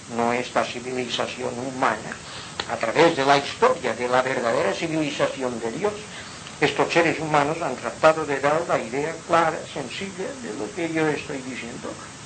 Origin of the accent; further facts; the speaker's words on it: Inca, Balearic Islands, Spain; born there; Yo nací en Inca. ¿Cuántas veces he dicho que Inca es la capital de Europa?